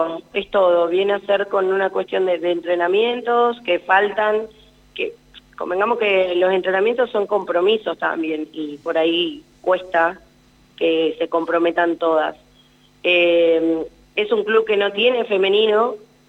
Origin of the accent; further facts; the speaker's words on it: Anguil, La Pampa, Argentina; now in Santa Rosa, Argentina; después soy de Anguil, jugué mucho tiempo en Anguil.